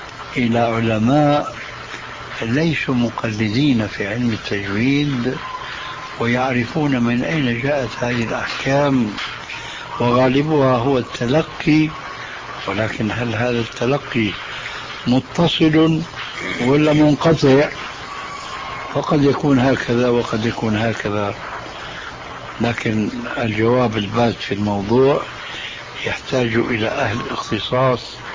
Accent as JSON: {"language": "Arabic", "country": "Syria", "said": "فمثلا الفاتحة التي تقرأ في كل ركعة من الصلوات الخمس عندنا في سوريا وغيرها يقولون لا الضالين"}